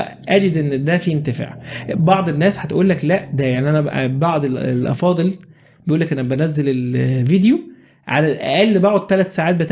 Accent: Egypt; بس عندنا في مصر كده

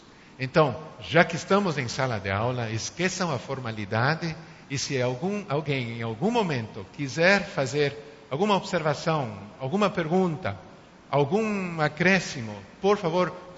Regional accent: Uruguay; Portuguese is a second language; now in Brazil; Eu não falei de mim, mas eu nasci e me criei no Uruguai, não sou brasileiro de nascença, nunca passei por uma escola brasileira.

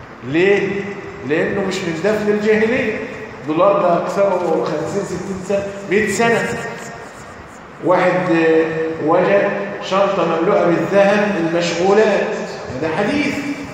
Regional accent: Egypt; يعني عندنا في مصر يكون اثار ليه؟ فرعونية

